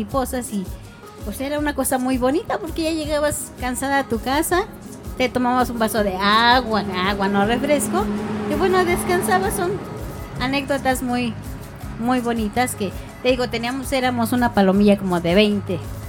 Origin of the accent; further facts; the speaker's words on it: San Francisco Culhuacán, Mexico City, Mexico; also born or lived in Portales; yo no nací aquí directamente. Yo nací en Portales. Me trajeron de muy niña, yo creo que 2-3 años a vivir aquí. Así que prácticamente he vivido toda mi vida aquí. Viví en San Francisco hasta los 18 años, no, 19 años